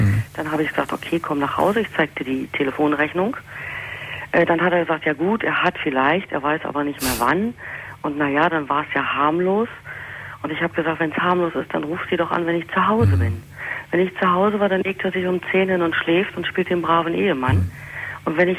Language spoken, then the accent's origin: German; Berlin, Germany; ich bin ja Berlinerin, er wohnt im Norden oben.